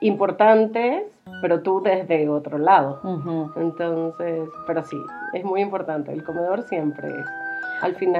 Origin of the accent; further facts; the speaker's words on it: Maracay, Aragua, Venezuela; Yo soy venezolana, no soy colombiana.